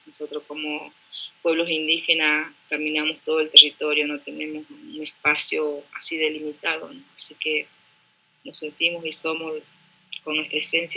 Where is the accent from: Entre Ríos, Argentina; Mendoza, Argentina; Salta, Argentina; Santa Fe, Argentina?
Salta, Argentina; Orán; now in General Pico, Argentina; yo soy de nacida y criada en Orán, Salta, que es bien al norte de la Argentina. Hoy estoy viviendo en La Pampa, en General Pico, que vendría a ser como el centro de la Argentina